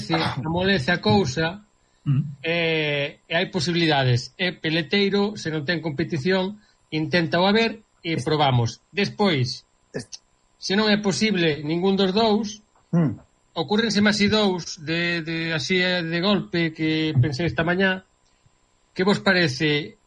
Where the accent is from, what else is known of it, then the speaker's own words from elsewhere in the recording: Quiroga, Galicia, Spain; amiga de redes sociais e da miña terra, Quiroga